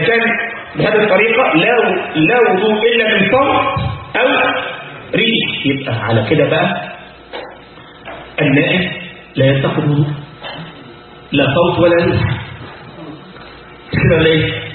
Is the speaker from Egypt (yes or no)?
yes; Egypt; كان عندنا في مصر الكلام ده مثلا من 25 سنة